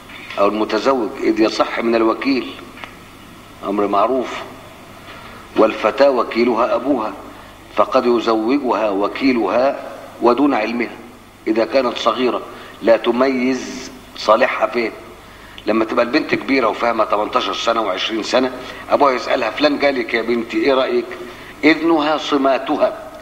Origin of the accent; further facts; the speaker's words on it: Egypt; والعادة بتاعت الناس عندنا في مصر